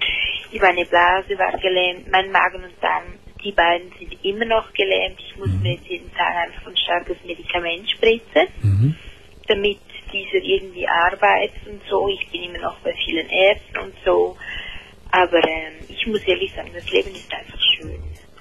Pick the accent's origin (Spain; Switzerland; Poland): Switzerland; Ich bin in München, bin eigentlich aus der Schweiz.